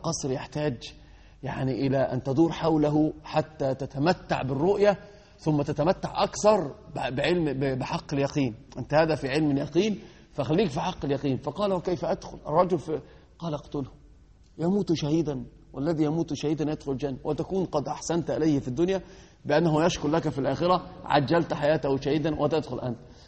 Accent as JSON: {"language": "Arabic", "country": "Egypt", "said": "المثل عندنا في مصر يقولون الرجل من ساعة بينفخ في قربة مقطوعة"}